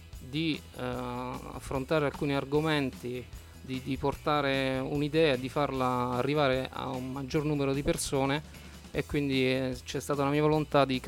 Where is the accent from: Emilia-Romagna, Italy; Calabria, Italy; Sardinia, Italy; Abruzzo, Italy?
Abruzzo, Italy; accent: Abruzzese; io parlo in dialetto, appunto, in dialetto abruzzese, in dialetto del mio paese, e quindi canto anche in dialetto. Parlo in italiano e canto in italiano.